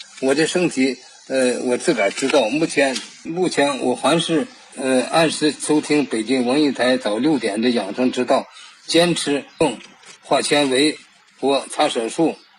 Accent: Shanxi, China; now in Beijing, China; 今年72岁，现住昌平村昌平肖村。我是山西人

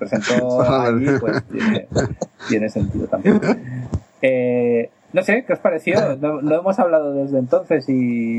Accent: Moncada, Valencian Community, Spain; que ha sido en mi pueblo, Moncada y Reixac

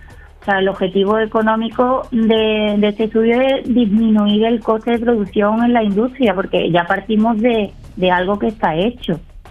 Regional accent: Málaga, Andalusia, Spain; also born or lived in Algeciras; Soy malagueña, nací en Málaga, pero decidí estudiar en Algeciras

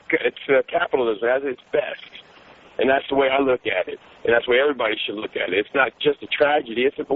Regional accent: United States; As an American, you invest in your country.

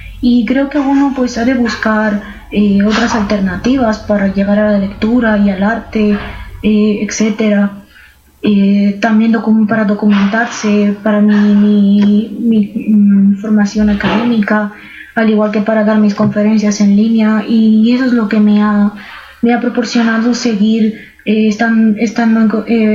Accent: Romania; first language Romanian; Spanish is a second language; now in Spain; el rumano, que es mi lengua materna. Yo vivo en España, pero soy de origen de Rumanía.

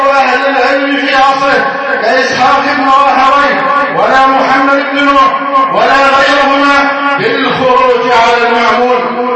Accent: Egypt; اللهم احفظ بلدنا مصر أمنا أمانا

